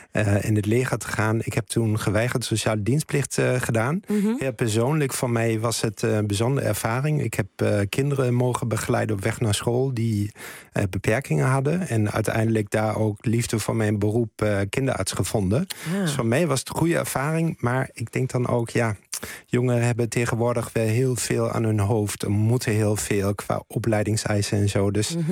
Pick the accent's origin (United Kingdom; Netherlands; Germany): Germany; Dutch is a second language; Ik ben Duitser